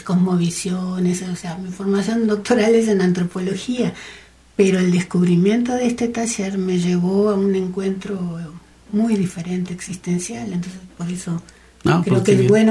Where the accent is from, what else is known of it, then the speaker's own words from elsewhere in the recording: Montevideo, Uruguay; Yo soy de Montevideo, Uruguay.